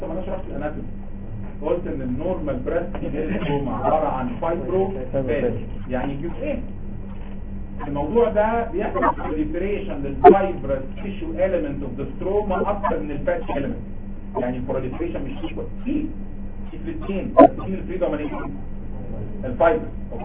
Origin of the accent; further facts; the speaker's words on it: Egypt; يعني ده بصراحة بلغات احنا كده مصريين